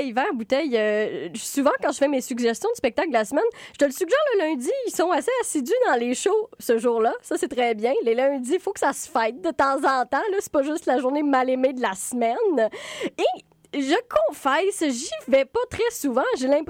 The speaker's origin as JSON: {"language": "French", "town": "Trois-Rivières", "region": "Quebec", "country": "Canada", "said": "Et en tant que Mauricienne et particulièrement trifluvienne"}